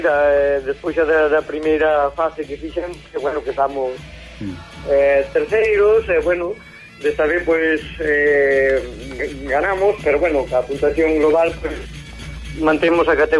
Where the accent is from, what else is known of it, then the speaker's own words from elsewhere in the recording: Riós, Galicia, Spain; principalmente da vida das terras de onde son eu